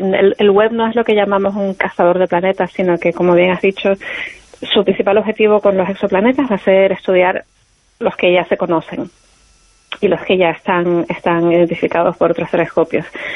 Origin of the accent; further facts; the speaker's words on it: Canary Islands, Spain; yo soy de Canarias, de Tenerife, y allí tenemos el observatorio, el Instituto Astrofísico de Canarias